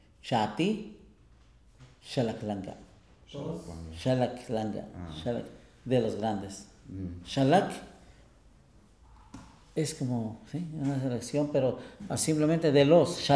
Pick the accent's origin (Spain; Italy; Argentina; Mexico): Mexico; Papantla, Veracruz; El día que vayas a mi pueblo, a Papantla, le va a entender, ¿eh?